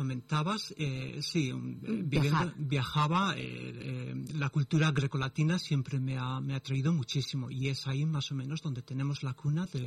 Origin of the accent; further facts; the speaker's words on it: Spain; now in United Kingdom; Sí, yo es que me fui muy pronto de España, me fui para el Reino Unido y allí tuve oportunidad pues de conocer bastantes mosaístas y también de viajar un poco.